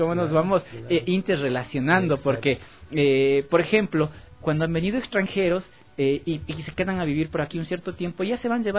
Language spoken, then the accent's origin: Spanish; Ecuador; esos somos los ecuatorianos.